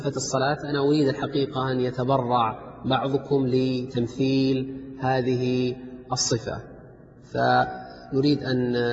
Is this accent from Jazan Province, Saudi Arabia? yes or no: no; Riyadh, Riyadh Province, Saudi Arabia; من ذهب إلى المطار عندنا في الرياض، المطار في الرياض خارج عامر البلد